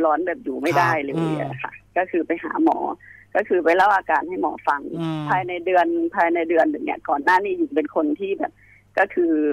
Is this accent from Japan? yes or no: no; Bangkok, Thailand; ส่วนตัวเป็นคนต่างจังหวัดเชื่อเรื่องพวกนี้อยู่แล้วค่ะ